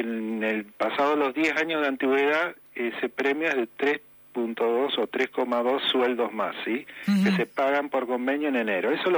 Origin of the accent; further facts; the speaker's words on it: Patagonia, Argentina; soy de la Patagonia, vivo en Comodoro Rivadavia, Chubut, que se cobra un diferencial por zona también